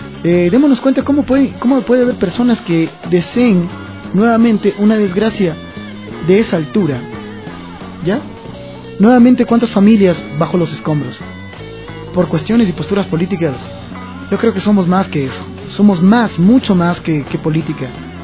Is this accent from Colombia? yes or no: no; Ecuador; Imagínate cuántas lenguas hay en Ecuador, y para que nosotros como ecuatorianos, por costuras políticas, salgan con eso